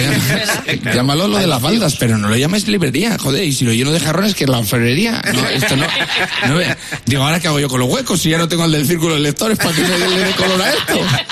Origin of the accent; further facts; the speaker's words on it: Casasola de Arión, Castile and León, Spain; No te creas tú que he hablado yo de esto porque mi pueblo Casa Sola Darion esté al lado, ¿sabes?